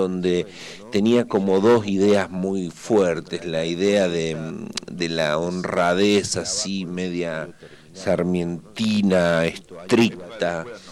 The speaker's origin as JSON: {"language": "Spanish", "region": "Santa Fe", "country": "Argentina", "tie": "born or raised there", "also_born_or_lived": "Esperanza", "said": "hasta el secundario fuimos viviendo en zonas rurales. Así que nací en Santa Fe, pero nunca viví en Santa Fe."}